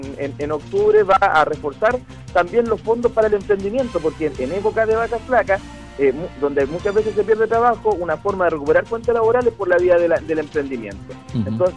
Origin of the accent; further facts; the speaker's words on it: Chile; tengamos una convivencia donde todos somos chilenos